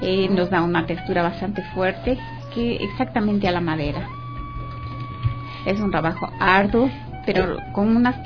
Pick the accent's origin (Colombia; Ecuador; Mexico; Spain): Ecuador; Atuntaqui, Imbabura; now in Quito, Ecuador; De la provincia de los lagos, así es. Soy de Atuntaqui, pero muy joven vine acá a estudiar acá en Quito. Yo soy odontóloga.